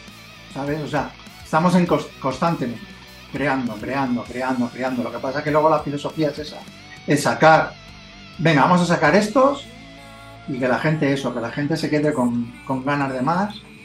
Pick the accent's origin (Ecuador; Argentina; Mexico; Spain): Spain; como somos españoles por narices, tenemos que cantar en castellano